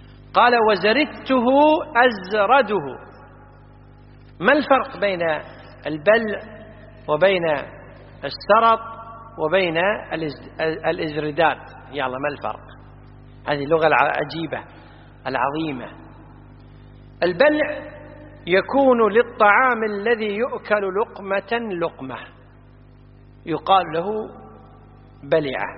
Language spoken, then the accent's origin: Arabic; Kuwait; احنا عندنا في الكويت يقولون بلعت